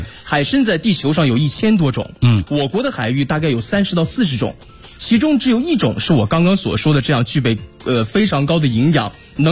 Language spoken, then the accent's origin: Chinese; Dalian, Liaoning, China; 刚刚说了我的家乡是大连，我的家乡有一样特产特别受大家青睐